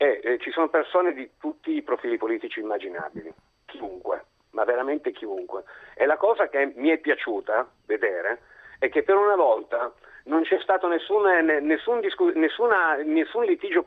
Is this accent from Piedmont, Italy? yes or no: yes; Turin, Piedmont, Italy; sono di Torino